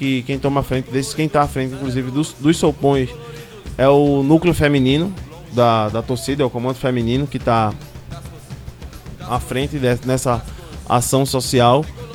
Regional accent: Pernambuco, Brazil; Sou pernambucano, adoro carnaval, né?

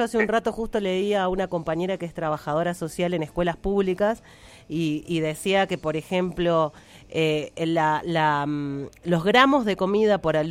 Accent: Coronel Dorrego, Buenos Aires Province, Argentina; La única escuela católica que hay en mi pueblo, que es el Colegio San José, en Coronel Dorrego, provincia de Buenos Aires

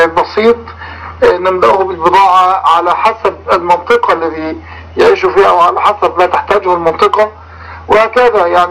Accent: Egypt; $5 مليون مبلغ ضخم جدا بالنسبة لنا كمصريين، لأن الدولار عندنا الآن تقريبا وصل إلى 20 جنيه

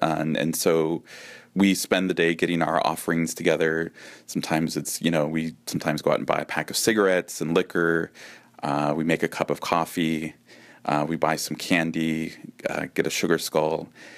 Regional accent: San Francisco, California, United States; growing up, it was always a very kind of personal thing, of a very kind of family cultural practice. Growing up in the Mission District, the Day of the Dead procession that takes place every year in the 80s, it was much more focused on families.

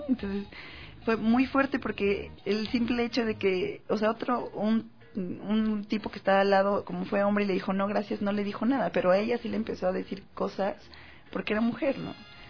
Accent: Mexico; Plática es igual a conversar, que yo soy mexicana y ya decimos platicar en lugar de conversa.

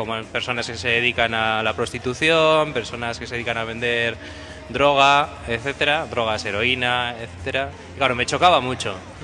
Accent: Bermeo, Basque Country, Spain; Yo, por ejemplo, que soy de Bermeo, pues Bilbao para mí era, desde pequeño, era como ir a la City

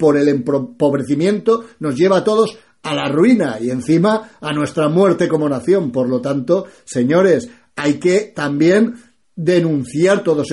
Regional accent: Spain; es mi aliado como español porque soy obrero.

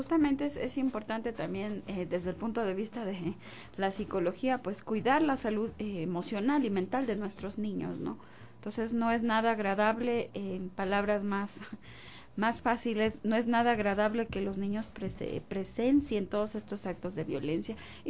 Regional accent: Ecuador; nosotros como ecuatorianos podríamos aportarte a ti

